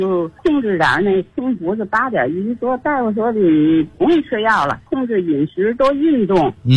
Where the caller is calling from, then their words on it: Tianjin, China; 我是天津的。今年78岁。